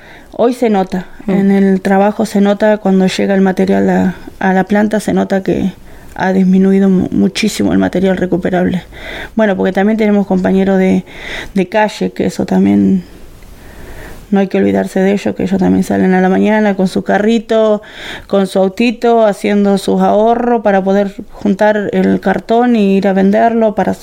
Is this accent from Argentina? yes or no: yes; Santa Rosa, La Pampa, Argentina; Sí, todos somos de acá de Santa Rosa.